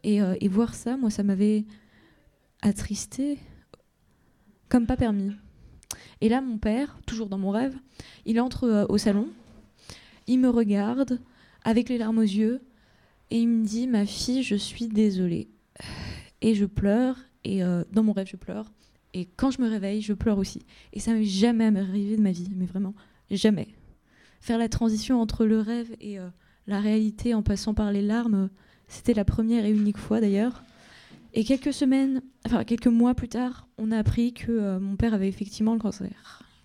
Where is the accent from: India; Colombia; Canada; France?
Colombia; moi, puisque moi, je viens de Colombie, et chez nous, quand une personne est morte, la personne, elle peut nous voir une fois dans sa vie.